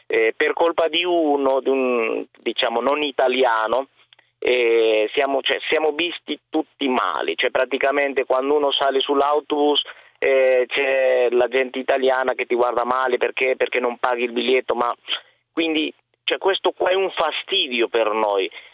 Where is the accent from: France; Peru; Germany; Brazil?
Peru; Italian is a second language; now in Italy; No, sono peruviano.